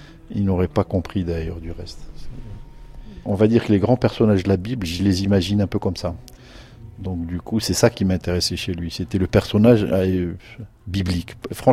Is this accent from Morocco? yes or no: yes; Morocco; moved away as an adult; j'ai quitté le Maroc à l'âge de 20 ans.